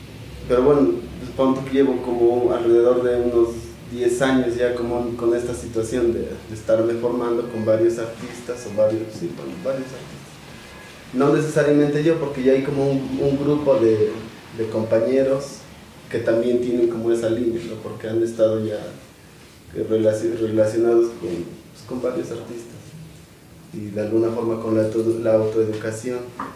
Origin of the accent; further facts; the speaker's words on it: San Pablo del Monte, Tlaxcala, Mexico; yo soy de San Pablo del Monte y ahí no hay casa de cultura.